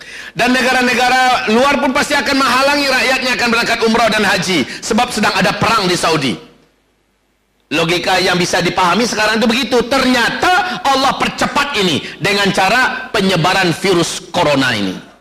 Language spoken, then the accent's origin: Indonesian; Medan, North Sumatra, Indonesia; Tapi kami orang Medan, Ustaz.